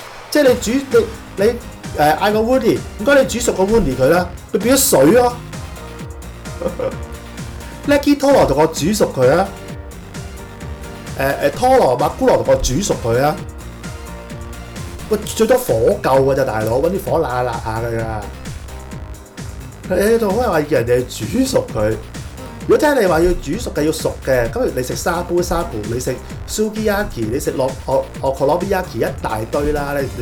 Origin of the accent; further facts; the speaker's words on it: Hong Kong; 佢哋衰啲講句啦，即係同我哋香港人講嗰啲啫